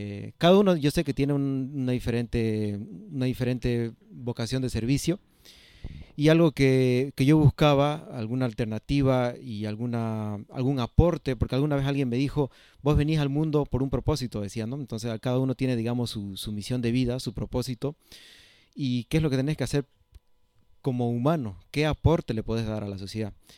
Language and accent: Spanish; Camiri, Santa Cruz, Bolivia; Volví a mi tierra, soy camireño, el año 2021